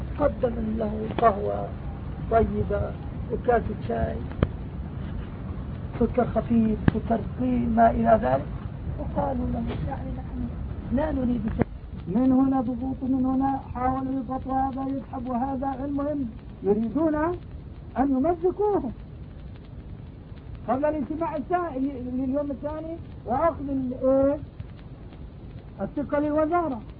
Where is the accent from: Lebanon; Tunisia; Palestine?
Palestine; نعم، بلادنا ضاع. أنا من فلسطين، والله سلموا أرضنا وهي مزروعة